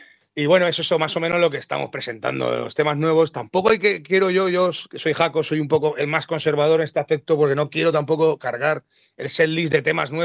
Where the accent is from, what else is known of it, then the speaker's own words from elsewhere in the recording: Valencian Community, Spain; somos del sur de Valencia